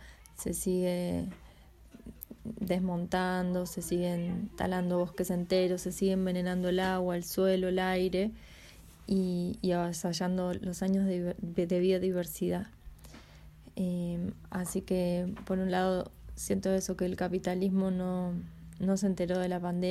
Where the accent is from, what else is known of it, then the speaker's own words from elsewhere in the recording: Buenos Aires, Argentina; now in Punta Negra, Uruguay; vivo acá en Punta Negra hace un año, vengo de Buenos Aires, soy mamá de tres niños